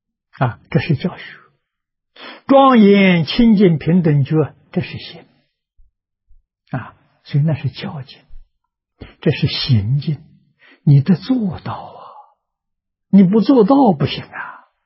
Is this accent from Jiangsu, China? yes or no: yes; Nanjing, Jiangsu, China; 我记得我小时候在南京念书，啊，那个时候念初中